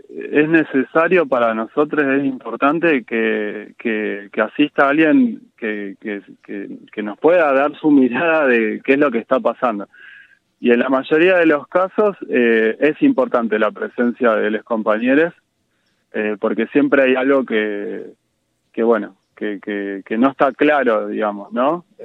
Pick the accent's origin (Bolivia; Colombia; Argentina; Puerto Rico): Argentina; La Plata, Buenos Aires Province; now in Capilla del Monte, Argentina; yo hace 7 años que vivo acá en Capilla, y soy de La Plata, vengo de la ciudad, de otra onda, de otro paisaje